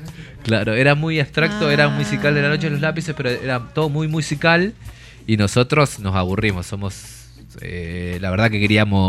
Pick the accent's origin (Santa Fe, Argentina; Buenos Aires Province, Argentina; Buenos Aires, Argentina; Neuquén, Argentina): Neuquén, Argentina; Aluminé; Soy neuquino, pero más del sur, suroeste, donde, claro, Aluminé